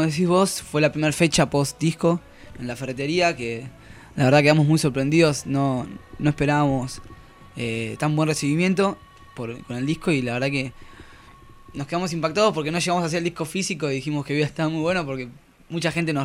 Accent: La Plata, Buenos Aires Province, Argentina; Somos todos de La Plata, sí.

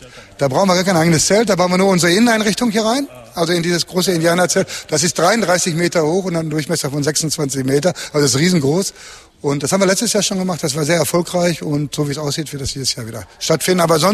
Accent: Unna, North Rhine-Westphalia, Germany; Wir kommen aus Unna.

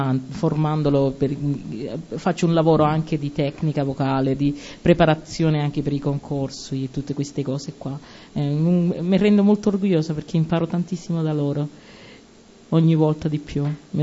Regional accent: Cuba; now in Italy; io sono cubana, sono arrivata in Italia 15 anni fa, sono cubana di nazionalità, italiana di adozione, perché ormai sono già italiana, mi sento molto italiana.

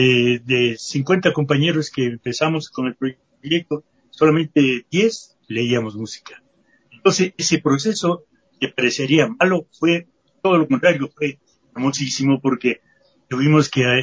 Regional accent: Ecuador; yo soy un músico ecuatoriano

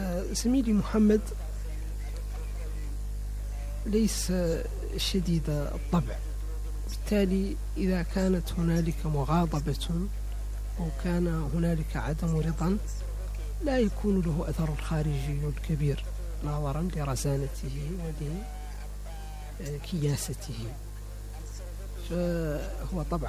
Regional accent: Mauritania; أنا ولست فرنسيا ولست أمريكيا ولست خليجيا ولست جزائريا ولا سنغاليا، أنا موريتاني، أمثل نفسي وأمثل بلدي

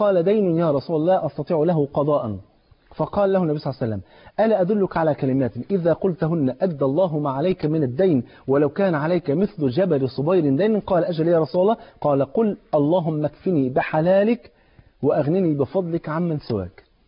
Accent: Egypt

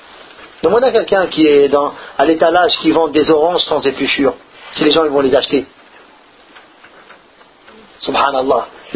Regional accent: France; Nous, le problème, c'est comme on a grandi en France, on se plaint beaucoup.

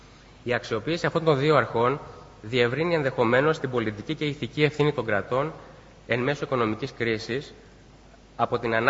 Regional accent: Lavrio, Attica, Greece; επειδή η καταγωγή μου είναι από το Λαύριο, θα ήθελα υπό μία έννοια να σας καλωσορίσω και στην πόλη μου

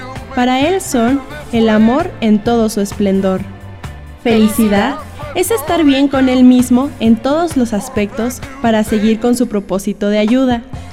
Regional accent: Mexico City, Mexico; born there; Nací en la Ciudad de México el 17 de enero de 1969

